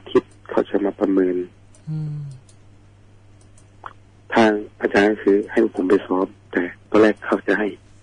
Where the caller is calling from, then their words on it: Surin, Thailand; ตอนนี้อยู่สุรินทร์ครับ